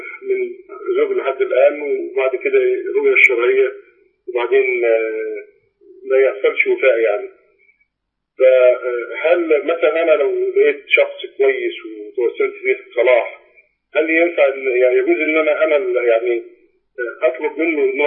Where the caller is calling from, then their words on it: Mecca, Makkah Province, Saudi Arabia; انا متصل من مكة